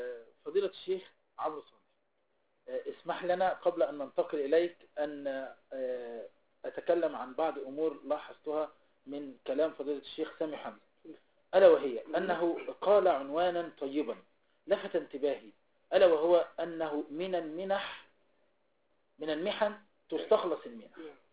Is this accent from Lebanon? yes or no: no; Egypt; إذن نحن شعب مصري يدا واحدة